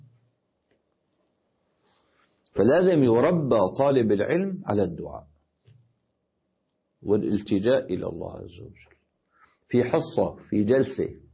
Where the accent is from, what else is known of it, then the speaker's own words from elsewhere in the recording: Damascus, Damascus Governorate, Syria; عندنا في دمشق